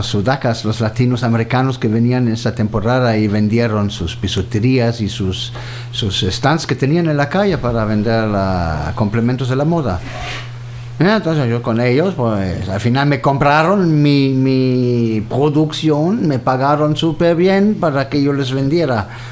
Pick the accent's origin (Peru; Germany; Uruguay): Germany; Cologne, North Rhine-Westphalia; born there; Spanish is a second language; moved away as an adult; also born or lived in France; yo nací en Colonia, en medio de Alemania.